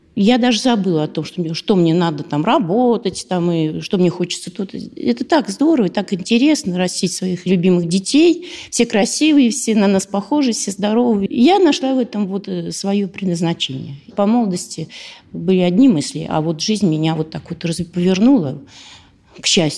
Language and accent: Russian; Zelenograd, Moscow, Russia; Я закончила авиационный техникум здесь. Работала в научном центре в Зеленограде. Мы из Зеленограда.